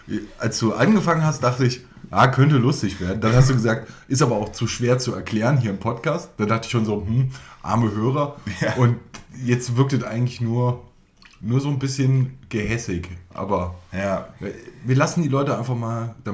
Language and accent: German; Baden-Württemberg, Germany; ja, ich bin ja gebürtiger Schwabe, deswegen ist das bei mir natürlich einfach drin.